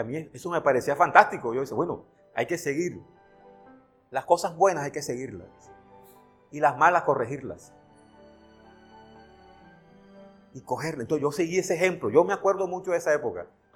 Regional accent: Santa Marta, Magdalena, Colombia; yo soy de Santa Marta, de un barrio hermoso que se llama Pescadito. Ahí nací. Aprendí dos cosas de mi ciudad. A vivir el mar intensamente porque Pescadito está muy cerca al mar.

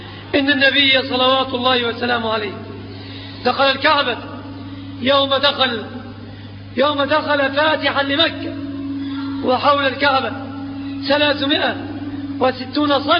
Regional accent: Egypt; في بلادنا مصر أوثان وأنصاب وأثلاث

